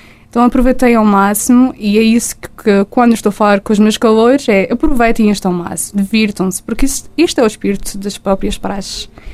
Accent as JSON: {"language": "Portuguese", "region": "Madeira", "country": "Portugal", "lives_now": "Vila Real, Portugal", "said": "Sendo caloira e sendo madeirense, obviamente que passo muito mais tempo cá em Vila Real, só vou à Madeira nos tempos de férias."}